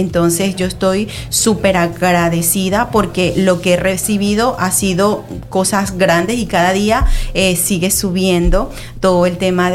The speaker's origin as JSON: {"language": "Spanish", "country": "Venezuela", "said": "en mi país, en Venezuela, trabajaba como educadora con el Ministerio de Educación."}